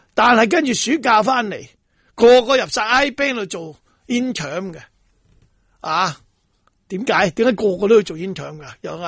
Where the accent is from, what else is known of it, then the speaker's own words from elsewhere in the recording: Hong Kong; 嗱，咁另外一个问题呢，仲有啲下一代。嗱，我哋香港人就唔系好似